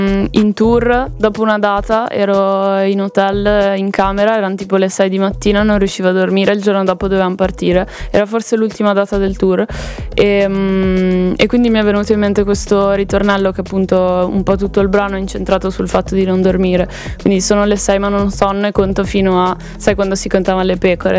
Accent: Italian Switzerland, Switzerland; Svizzera italiana, sei proprio al confine praticamente.

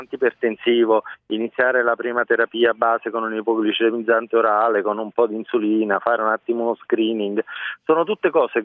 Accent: Naples, Campania, Italy; Ho lavorato un po' in Piemonte, ho lavorato in Campania. Io sono originario di Napoli.

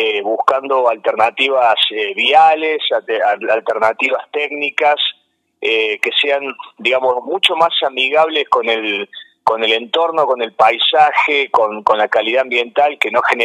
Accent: Cosquín, Córdoba, Argentina; yo soy nacido y criado en Cosquín. Y trabajé 10 años en parques nacionales

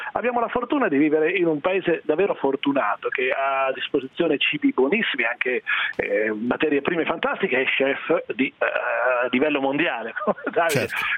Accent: Fermignano, Marche, Italy; Io sono cresciuto lì in una piccola cittadina che si chiama Fermignano, attaccata a Urbino

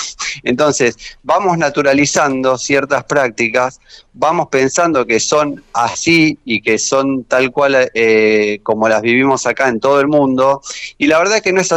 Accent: Argentina; Somos argentinos, donde hay una rebeldía a la autoridad

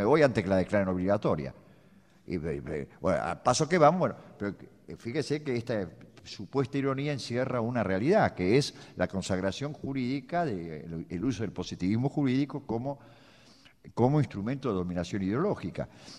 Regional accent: Buenos Aires, Argentina; Yo como porteño

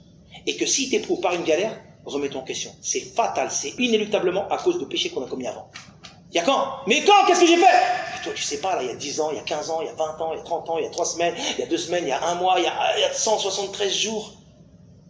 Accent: France; Surtout nous, hein, les francophones, on vient de France.

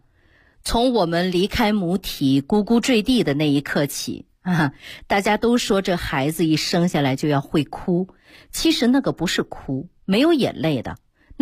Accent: Northeast China, China; 就是我们东北人讲话叫胯骨轴子啊

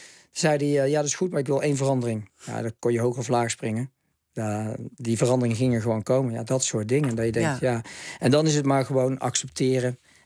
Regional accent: Netherlands; Alleen wat mijn geluk was, is dat ik uit Nederland kwam, dat ik de Nederlandse dames had gedaan.

